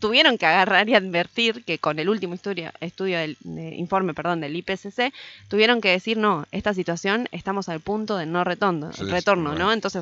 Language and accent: Spanish; Paraná, Entre Ríos, Argentina; O sea, nosotros que somos de Paraná